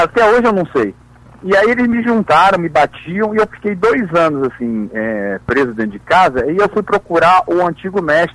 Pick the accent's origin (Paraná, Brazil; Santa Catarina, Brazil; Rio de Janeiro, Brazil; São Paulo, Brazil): Rio de Janeiro, Brazil; Eu nasci em Ipanema e depois fui pra Copacabana e fui até hoje.